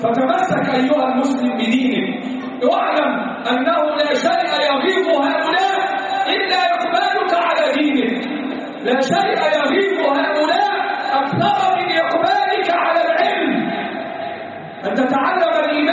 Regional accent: Egypt; اللهم احفظ بلدنا مصر وسائر بلاد

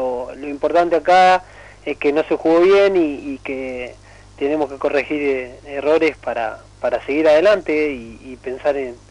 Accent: Gualeguaychú, Entre Ríos, Argentina; me fui a un Argentino B, ahí en Gualeguaychú, a mi pueblo

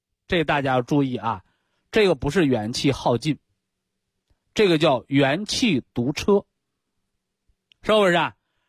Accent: northern China, China; accent: Northern Chinese; 这是我们北方土话

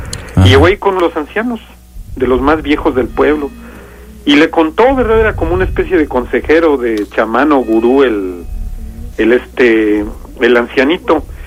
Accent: Guanajuato, Mexico; Es de la región ahí del Bajío, ahí de entre Yuriria, Salvatierra, ahí esa área de ahí.

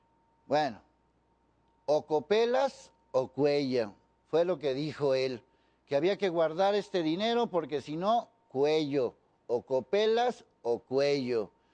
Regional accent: Mexico; y como buenos chinos mexicanos que somos

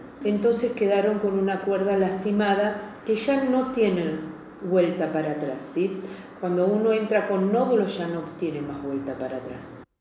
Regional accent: Ciudadela, Buenos Aires Province, Argentina; born there; Sí, yo soy nacida en Ciudadela, mis papás son de Ciudadela, más de 100 años que tiene la familia … Ciudadela, ¿no? Porque, bueno

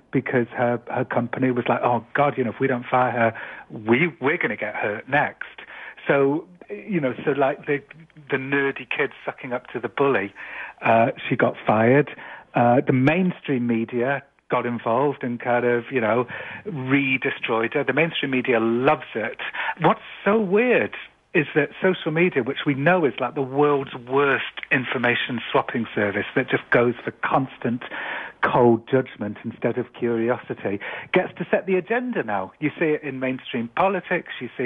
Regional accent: England, United Kingdom; I'm an Englishman.

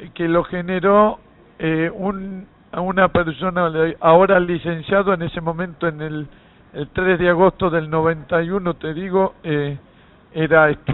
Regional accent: Buenos Aires, Argentina; de acá de la zona del barrio de Barracas

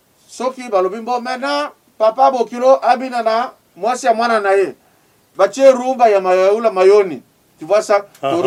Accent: Paris, Île-de-France, France; Moi je suis parisien hein.

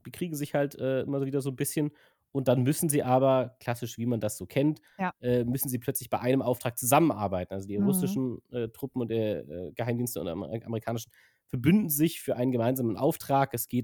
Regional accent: Germany; first language German; Und wenn du als Native Speaker, als Deutscher natürlich das im Original guckst, ist es natürlich schon ganz witzig

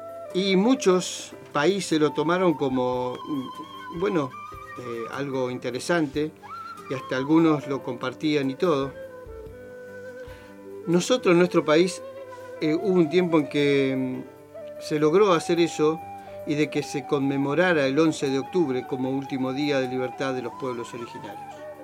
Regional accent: Argentina; como argentino digo, ¿no?

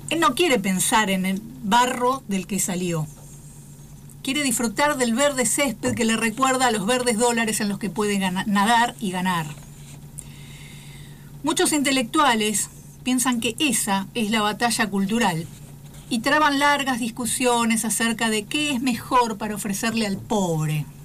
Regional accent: Argentina; Tengo la obligación como argentina de que haya trabajo para todos

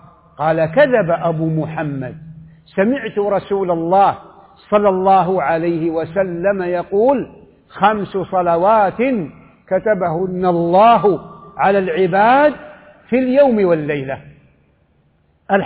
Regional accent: Saudi Arabia; وقد أفضت القول في هذه الجماعة وفي هذه القاعدة في مجالس متعددة في بلدي السعودية وفي مواطن أخرى

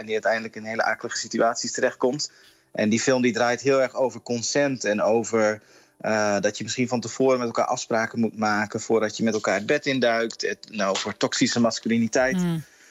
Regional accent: Groningen, Netherlands; En ik kom uit Groningen, dus vanaf woensdag dan volg ik het festival hier in Groningen.

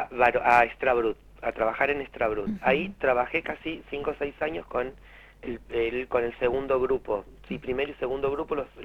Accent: Buenos Aires, Argentina; now in Santa Rosa, Argentina; cuando yo me vengo de Buenos Aires, Santa Rosa estaba como muy quietito en un montón de cosas. Y cuando yo me vengo a La Pampa

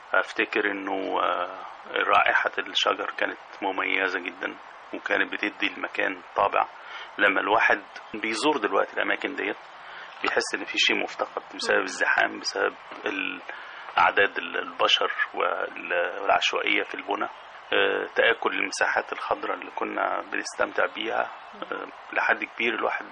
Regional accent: Sheikh Fadl, Minya Governorate, Egypt; بلدي المنيا، القرية اللي أنا خرجت منها، قرية الشيخ فضلي في شرق النيل في محافظة في مركز بني مزار، كان لي ذكريات خاصة جدا وطابع خاص جدا. قرية في حضن الجبل كانت تجمع بين الخضرة والصحراء

